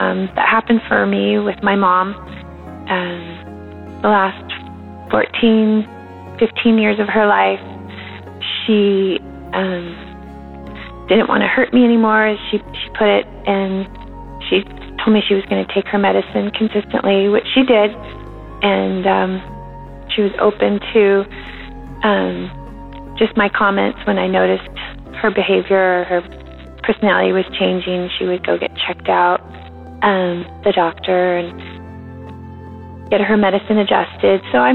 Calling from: Washington, United States; I am from the Pacific Northwest, Washington State.

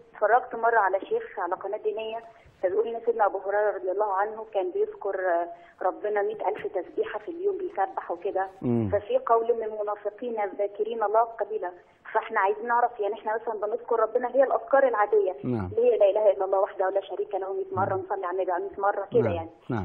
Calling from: Saudi Arabia; انا بس من فضلك انا بكلم حضرتك من السعوديه

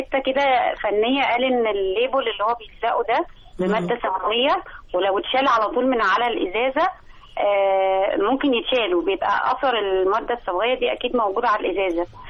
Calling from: Alexandria, Alexandria Governorate, Egypt; من اسكندرية

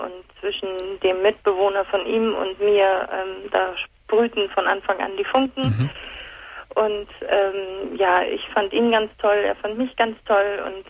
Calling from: Hamburg, Germany; Hallo, ich komme aus Hamburg.

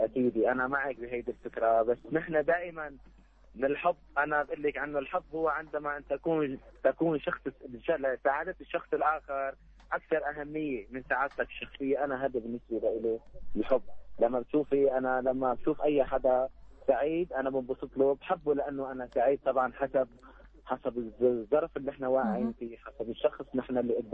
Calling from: Tartus, Tartus Governorate, Syria; انا امبارح اجيت من الشام، هلا عم بسمعكم من طرطوس

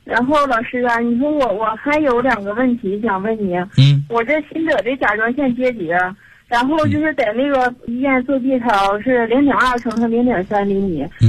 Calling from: Daqing, Heilongjiang, China; 我是大庆的，我今年45岁。

